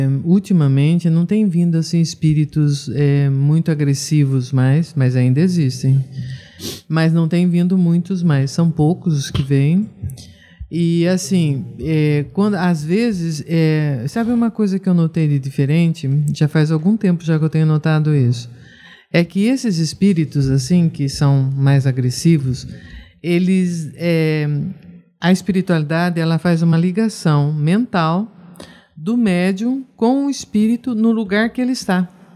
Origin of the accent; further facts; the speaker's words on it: Jacareí, São Paulo, Brazil; born there; Eu nasci em Jacareí. Sou família de Jacareí.